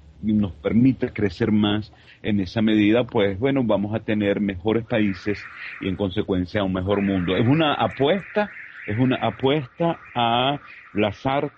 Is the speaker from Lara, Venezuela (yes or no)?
no; Caracas, Capital District, Venezuela; Vengo de Caracas, Venezuela